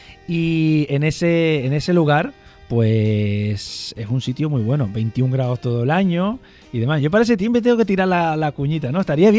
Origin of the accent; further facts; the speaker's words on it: Canary Islands, Spain; que se vayan a mi tierra. Ahí sí están todo el año. Además, hay una playa que se llama la Playa de las Teresitas.